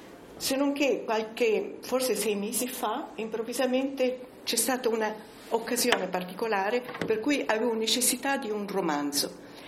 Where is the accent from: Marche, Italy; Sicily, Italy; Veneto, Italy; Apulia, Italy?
Sicily, Italy; born there; Siccome sono nata in Sicilia, sono siciliana, certo sono siciliana